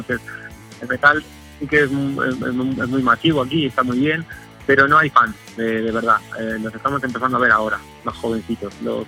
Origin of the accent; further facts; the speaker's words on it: Argentina; born there; Yo nací en Argentina, entonces pues conozco mucho Sudamérica, el metal en Sudamérica